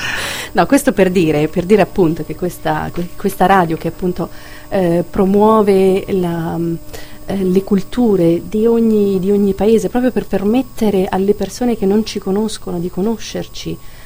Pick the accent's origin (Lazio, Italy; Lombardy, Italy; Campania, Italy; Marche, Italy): Marche, Italy; Castel Raimondo; Castel Raimondo è un paesino piccolino, il mio paese d'origine è piccolino, sono più o meno 5.000 abitanti